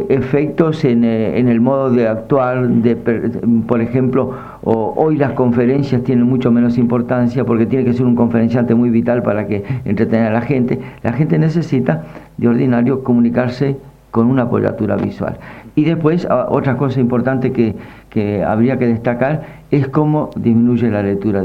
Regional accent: Argentina; tenemos que saber los argentinos quiénes somos, porque los latinoamericanos en general y los argentinos en más nivel todavía, somos invertebrados

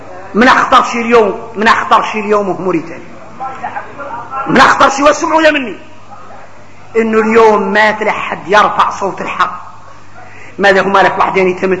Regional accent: Mauritania; هذا موجود فينا احنا موريتاني.

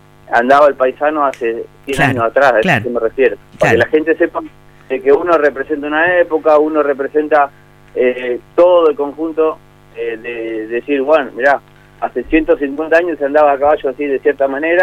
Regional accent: Berazategui, Buenos Aires Province, Argentina; Hay gente que viene de un poquito más lejos, de Citibel, nosotros somos de Brazategui.

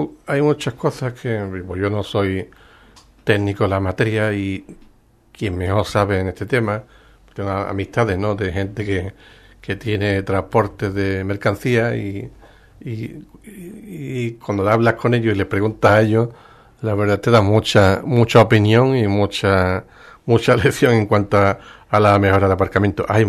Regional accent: Ubrique, Andalusia, Spain; mucho de mi familia están trabajando fuera de Ubrique. No los tengo en Ubrique

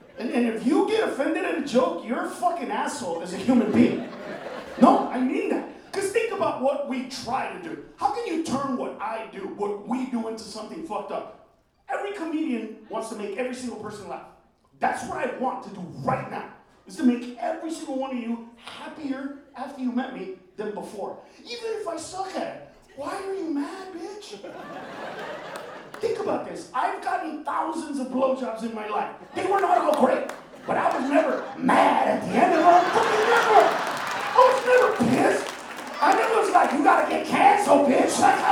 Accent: Los Angeles, California, United States; Because I grew up in the Maravilla Projects, but my brother lives right up the hill.

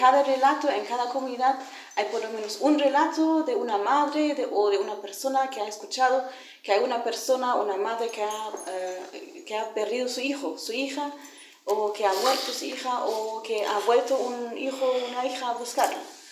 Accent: Germany; now in Chile; Yo soy mapuche, crecí en Alemania, fui adoptada para Alemania y hace 2 años que estoy viviendo acá otra vez.

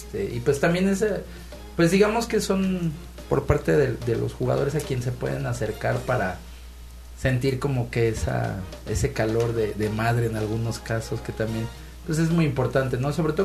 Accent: Mexico; Parece que somos mexicanos. Entonces, no hay imposibles ahí.

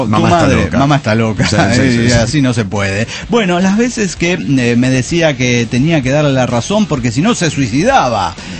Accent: Silao, Guanajuato, Mexico; Soy un aldeano de Silao, Guanajuato, México.

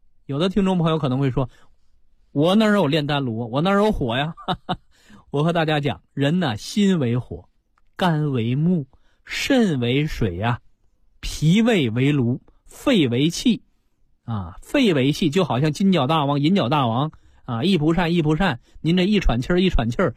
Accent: China

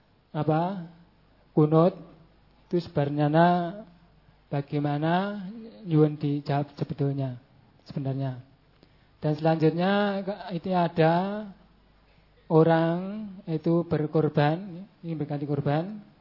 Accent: Gedangsari, Special Region of Yogyakarta, Indonesia; Saya dari Dusun Talun, Kedukuhan Tanjung. Kelurahan Tegarejo, Kecamatan Gedang Sari, Kabupaten Gunung Kidul.

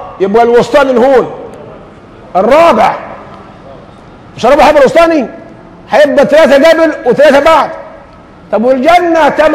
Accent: Egypt; هذه ظاهره يعني بتخزينا كمصريين

